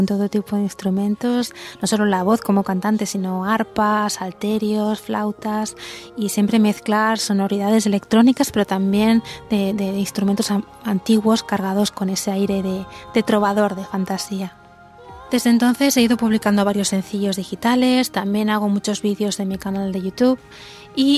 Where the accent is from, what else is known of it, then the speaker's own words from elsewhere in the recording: Canary Islands, Spain; Soy de Canarias, pero os saludo desde Navarra.